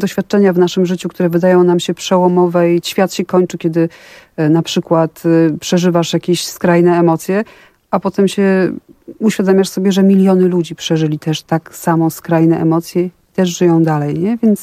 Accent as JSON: {"language": "Polish", "town": "Warsaw", "region": "Masovian Voivodeship", "country": "Poland", "said": "Mi nie, jak widać, ja jestem z Warszawy."}